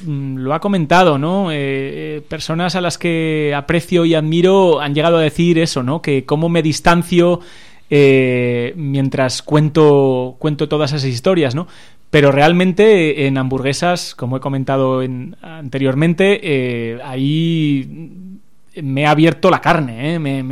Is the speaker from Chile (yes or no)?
no; Aragon, Spain; Y como aragonés, pues aún me tocó más todavía, ¿no?